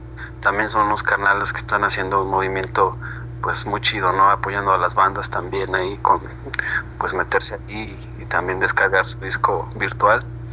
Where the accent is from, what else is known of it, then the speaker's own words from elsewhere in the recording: Tenango del Valle, State of Mexico, Mexico; Tenango del Valle, que es mi barrio, mi pueblo natal.